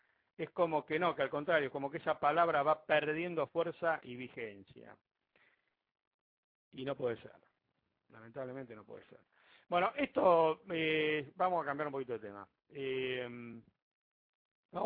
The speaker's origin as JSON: {"language": "Spanish", "country": "Argentina", "said": "¿Qué ley me defiende a mí? ¿Hay alguna ley que me defienda a mí o toda la ley lo defiende solo a los demás? Es un tema que algún día los argentinos lo tendremos que tratar, ¿no es cierto?"}